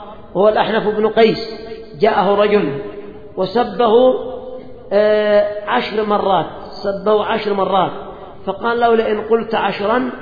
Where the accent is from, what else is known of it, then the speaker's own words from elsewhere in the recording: Yemen; خصوصا عندنا في اليمن، وذلك لأن كثيرا من اليمنيين قد ابتلاهم الله بالقات